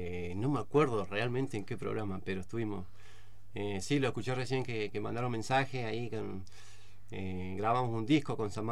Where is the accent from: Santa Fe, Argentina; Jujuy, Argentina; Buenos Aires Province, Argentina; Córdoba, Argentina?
Buenos Aires Province, Argentina; Mar del Plata; also born or lived in Comodoro Rivadavia; Yo lo que me acuerdo de chico de Mar del Plata. Porque de ahí, yo nací nomás ahí.